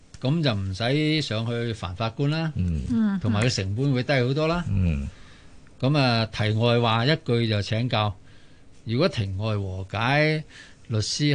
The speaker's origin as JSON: {"language": "Cantonese", "country": "Hong Kong", "said": "我哋香港人一般都係好守法嘅。"}